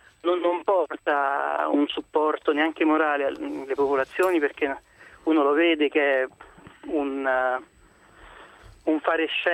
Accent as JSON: {"language": "Italian", "town": "L'Aquila", "region": "Abruzzo", "country": "Italy", "said": "io chiamo perché da aquilano, quindi terrestre"}